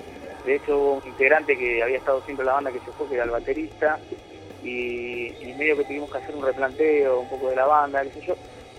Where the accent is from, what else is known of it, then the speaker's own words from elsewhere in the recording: Buenos Aires, Argentina; Nosotros somos argentinos, vivimos en Buenos Aires y nos toca vivir las cosas que nos tocan vivir